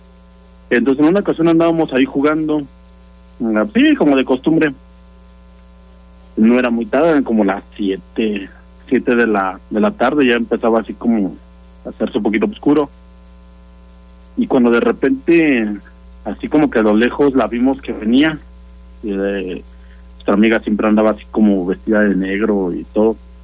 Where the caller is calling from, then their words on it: Celaya, Guanajuato, Mexico; De Celaya.